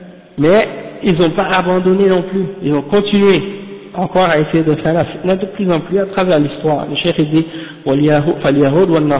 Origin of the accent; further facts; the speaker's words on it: Quebec, Canada; Qui les pompe, hein, comme on dit chez nous, au Québec, hein